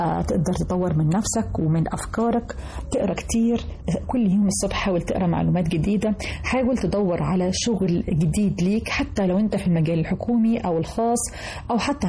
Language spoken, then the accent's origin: Arabic; Egypt; في عندنا في مصر